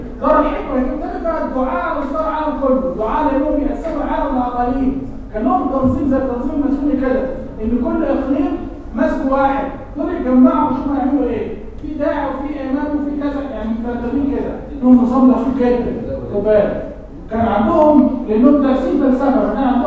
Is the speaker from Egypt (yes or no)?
yes; Egypt; واحنا كنا مصريين بهذه الصوره